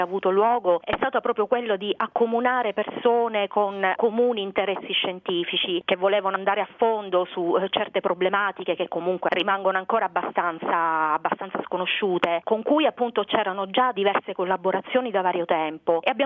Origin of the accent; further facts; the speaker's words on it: Catania, Sicily, Italy; born there; sono nata a Catania e quindi il mare ce l'ho sempre avuto davanti.